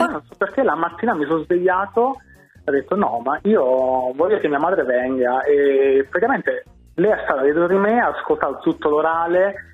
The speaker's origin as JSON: {"language": "Italian", "town": "San Giovanni Valesca", "region": "Campania", "country": "Italy", "lives_now": "Milan, Italy", "said": "ma non sono di Milano, sono da un piccolissimo paese della provincia di Avellino, San Giovanni Valesca."}